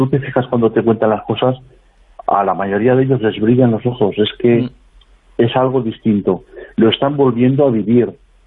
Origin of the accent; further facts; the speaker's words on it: Valderrobres, Aragon, Spain; born there; Yo nací ahí en el Matarraña, en Valderrobres, lo que es su capital en estos momentos